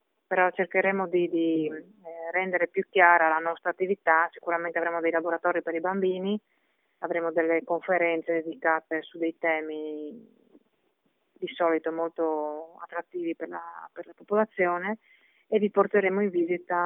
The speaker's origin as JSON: {"language": "Italian", "region": "Friuli-Venezia Giulia", "country": "Italy", "said": "Noi come friulani viviamo in un territorio sismico"}